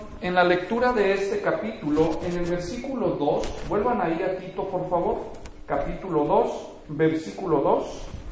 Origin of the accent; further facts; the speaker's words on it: Mexico; El pastor Enrique es colombiano y yo soy mexicano, así que si de vez en cuando usamos expresiones regionales, pues a eso se debe